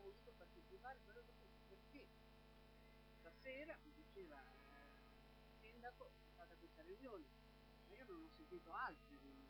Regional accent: Ancona, Marche, Italy; e sono di Ancona.

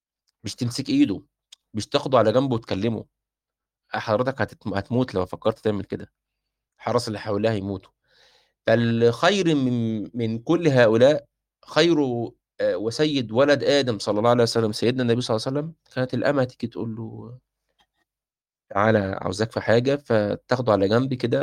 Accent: Egypt; احنا عندنا في مصر مش معتادين الاكل باليد

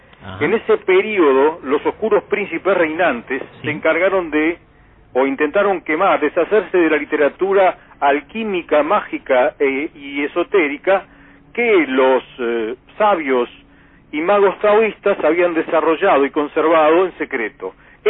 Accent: Argentina; Soy argentino, ese es el tema.

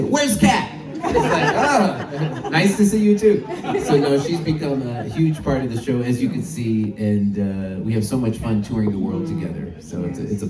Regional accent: Oregon, United States; now in Los Angeles, United States; And I'm from Oregon, which is in the northwest of the United States.

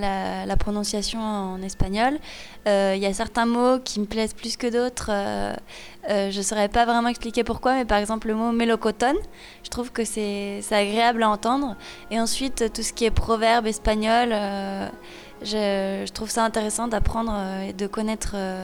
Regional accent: Saint-Étienne, Auvergne-Rhône-Alpes, France; now in Lyon, France; Donc moi j'habite à Lyon, je suis originaire de Saint-Étienne

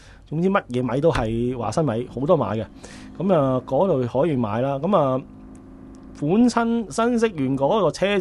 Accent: Hong Kong; 我記得那時候去呢，我說我香港人，他問多我幾句，幾好招呼啊。

